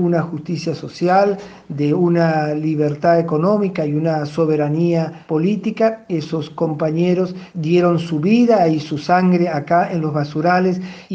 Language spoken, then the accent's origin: Spanish; José León Suárez, Buenos Aires Province, Argentina; hoy es un día especial para todos los que somos de José León Suárez, porque desde pequeños uno recuerda eso que sucedió en los basurales aquí muy cerquita de nuestras casas